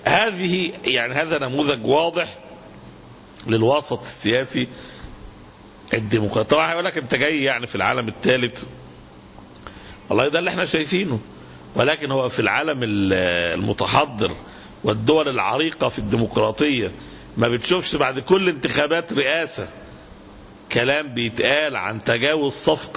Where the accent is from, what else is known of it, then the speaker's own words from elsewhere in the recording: Egypt; احنا عندنا في مصر في الظروف الحالية المعركة بفضل الله يدركها عامة الناس